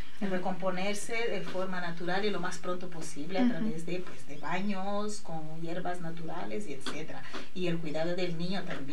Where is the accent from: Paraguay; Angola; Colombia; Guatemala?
Angola; now in Spain; la sanidad en España, que puede tener sus pros y contras, pero para mí siempre es mejor que la de mi país, Angola, ¿vale? Entonces tener a mi hija aquí aparte fue un poco un shock, porque me hubiera gustado tener en mi tierra, con mi familia